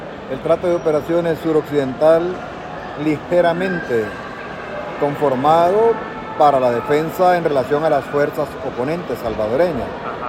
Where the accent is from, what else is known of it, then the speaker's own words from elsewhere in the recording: Honduras; a nuestra historia, a nosotros como hondureños